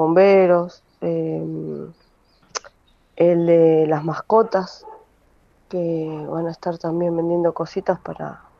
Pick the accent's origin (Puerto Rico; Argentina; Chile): Argentina; Quilmes, Buenos Aires Province; de Quilmes